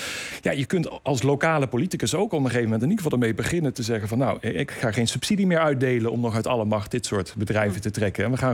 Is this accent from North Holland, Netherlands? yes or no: no; Limburg, Netherlands; Ik kom zelf uit Limburg en als ik daar naartoe rijd naar mijn familie